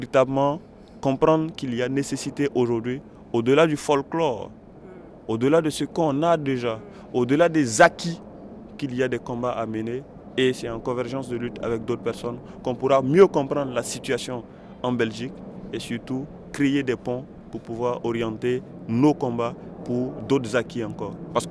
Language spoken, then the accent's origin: French; Burkina Faso; on a eu l'occasion en tout cas de témoigner en tant que Burkinabé de ce que nous vivons au niveau local